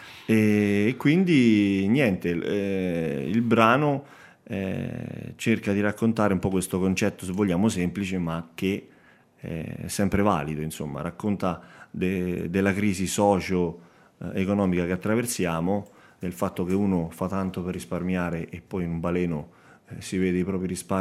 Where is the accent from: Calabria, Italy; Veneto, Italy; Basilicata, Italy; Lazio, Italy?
Lazio, Italy; Petrella Salto; also born or lived in Rome; Io vengo da Petrella Salto, quindi i miei genitori sono originari di lì, anche se io sono nato a Trastevere perché per via del lavoro che faceva all'epoca mio padre. E quindi io vivo da 20 anni ormai in maniera stabile in un paese dell'Appennino laziale, a un'oretta da Roma.